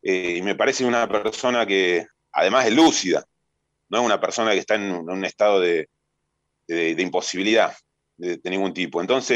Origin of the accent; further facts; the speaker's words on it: Argentina; la reparación que nos merecemos como argentinos y argentinas